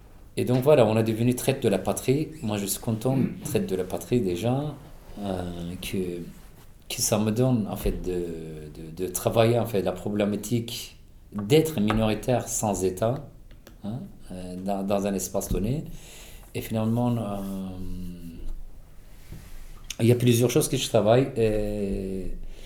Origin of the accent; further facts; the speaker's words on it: Turkey; moved away as an adult; je suis kurde d'Alevi. Bon, minoritaire de toute façon de la politique en Turquie déjà.